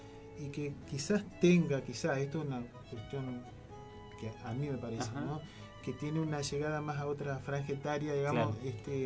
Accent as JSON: {"language": "Spanish", "country": "Argentina", "said": "vos le decís sos de Argentina"}